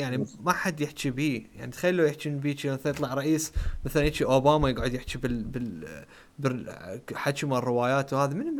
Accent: Iraq; على اعتباراني نحن عراقيين ما ليش قلت عراقيين بس انه احنا عراقيين نحكي عراقي

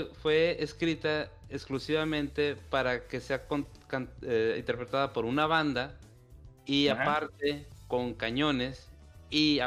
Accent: Zacatecas, Mexico; como saben, en mi terruño de Zacatecas

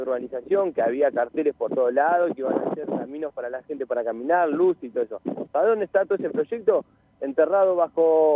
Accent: Alto San Lorenzo, Buenos Aires, Argentina; yo vengo de un barrio de Alto San Lorenzo, que estuve viviendo 17 años ahí.

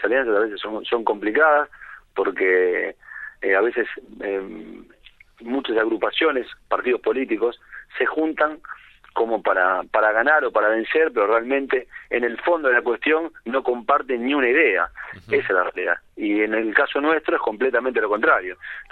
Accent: Avellaneda, Buenos Aires Province, Argentina; born there; yo jugué en divisiones inferiores, en infantiles en Racing, nací en Avellaneda.

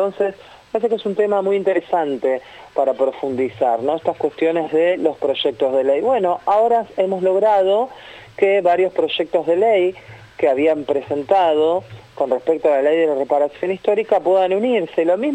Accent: Buenos Aires Province, Argentina; pero somos bonaerenses, entonces también nuestro documento y nuestras consignas tienen que ver con lo que vivimos en nuestro territorio

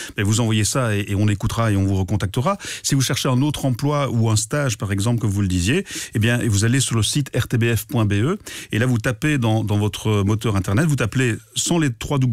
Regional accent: Wallonia, Belgium; les trois premières radios les plus écoutées chez nous en Belgique francophone

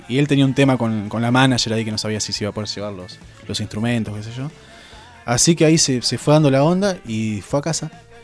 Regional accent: Rauch, Buenos Aires Province, Argentina; Rausch es un pueblo de donde somos, Jacob y yo. Está al lado cerca de Tandil.

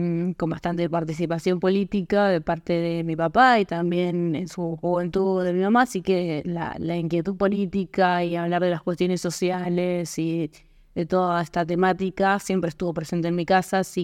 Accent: Tres Arroyos, Buenos Aires Province, Argentina; now in Bahía Blanca, Argentina; yo soy de Tres Arroyos, me vine a vivir a Bahía Blanca y empecé a estudiar una carrera

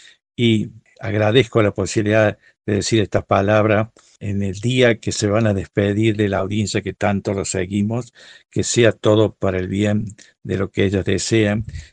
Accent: Argentina; Y con dolor, como argentino, nuestro presidente mandó votar en contra.

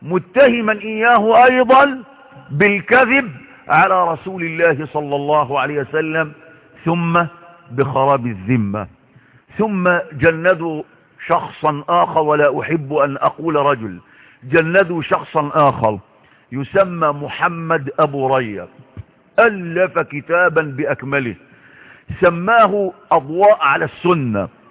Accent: Egypt; وما أكثر الكتباء والكتاب والمفكرين في بلدنا مصر

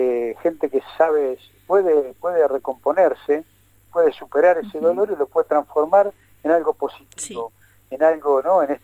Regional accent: Buenos Aires, Argentina; now in La Plata, Argentina; Yo vengo de un pueblo del interior de la provincia de Buenos Aires

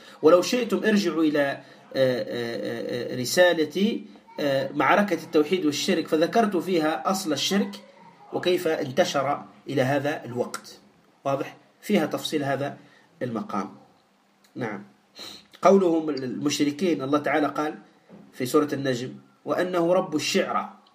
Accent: Tunisia; ولهذا لا تستغرب في قصة اللي عندنا في تونس

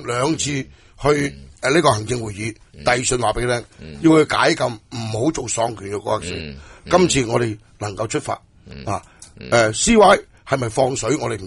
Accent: China; 我系中国人

